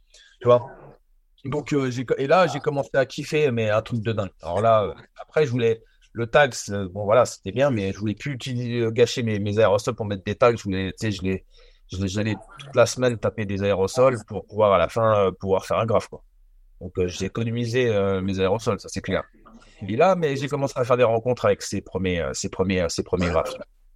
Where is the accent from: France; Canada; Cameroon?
France; Nanterre, Île-de-France; on a été sur la ligne A, en fait, chez moi, à Nanterre